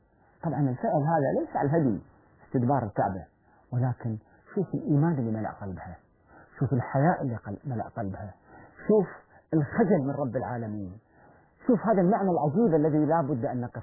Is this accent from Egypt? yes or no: yes; Egypt; المصريين طبيعتهم، وأنا مزاجي مصري